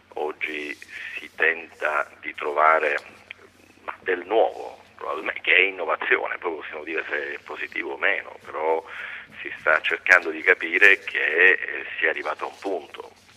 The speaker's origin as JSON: {"language": "Italian", "town": "Palermo", "region": "Sicily", "country": "Italy", "said": "poi per voglia di insegnare anche a Palermo, nella mia terra, sono rientrato"}